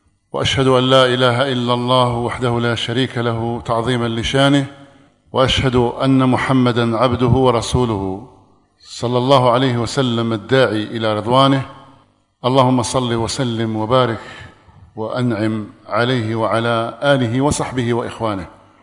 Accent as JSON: {"language": "Arabic", "country": "Algeria", "said": "أن يحفظ بلادنا الجزائر مما أصيبت به من قبل"}